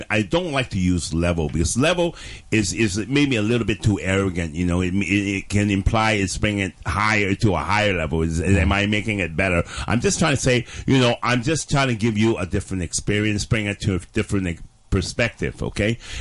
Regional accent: Toronto, Ontario, Canada; moved away; also born or lived in London / Hong Kong; I was born in London, mm-hmm. and as an infant I came back to Hong Kong, and in the mid-60s we immigrated all to Canada. So I was brought up in Toronto.

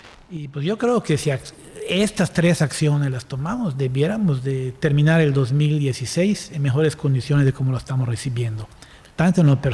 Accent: Mérida, Yucatán, Mexico; como meridanos, yucatecos, mexicanos

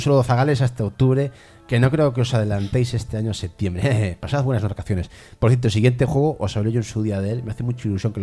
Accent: Chile; En mi país, Chile, existe un lugar conocido como Persa Biobio.

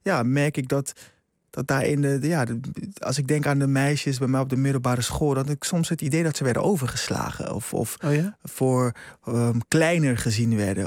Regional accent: Rotterdam, South Holland, Netherlands; Ja, ik groeide op in Rotterdam.

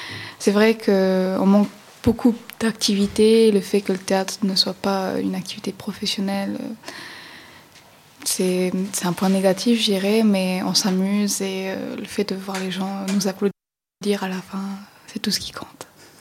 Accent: St. Pierre & Miquelon; Chez nous, à Saint-Pierre-et-Miquelon, c'est un peu nous qui animons un peu les festivités par rapport au théâtre

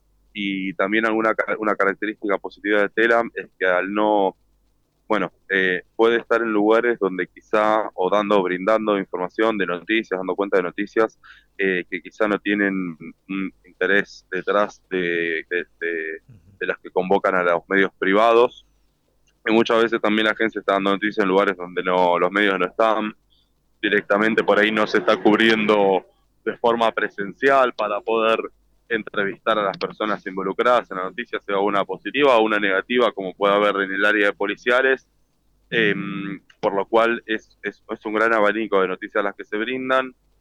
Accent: Buenos Aires, Argentina; Yo soy de Buenos Aires

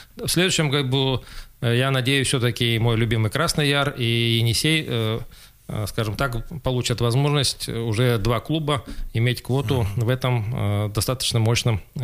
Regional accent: Krasnoyarsk, Krasnoyarsk Krai, Russia; как коренной красноярец, всегда болею за наши клубы, за наших спортсменов.

